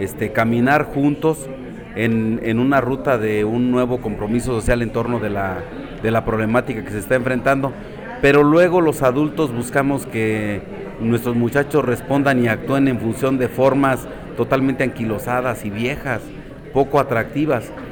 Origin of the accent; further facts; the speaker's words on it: Mexico; que como ciudadanos mexicanos tenemos nuestra obligación de atender para nuestras jóvenes generaciones